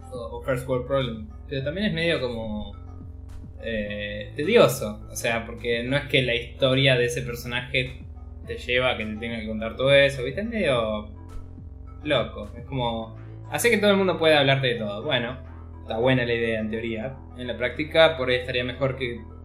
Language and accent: Spanish; Argentina; Siendo argentino, no, ningún store digital te lo proveía. Te decía que no estaba soportado en el país.